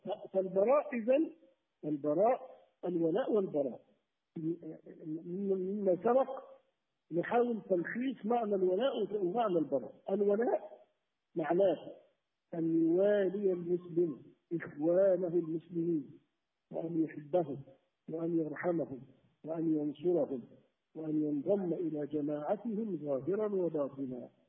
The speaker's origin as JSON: {"language": "Arabic", "country": "Algeria", "said": "أنا كمسلم، مثلا أنا مواطن جزائري"}